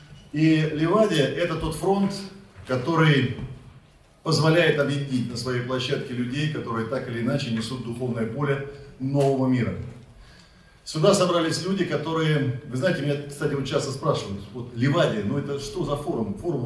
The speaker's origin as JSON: {"language": "Russian", "region": "Novosibirsk Oblast", "country": "Russia", "tie": "born or raised there", "said": "почти у меня на родине в Новосибирске"}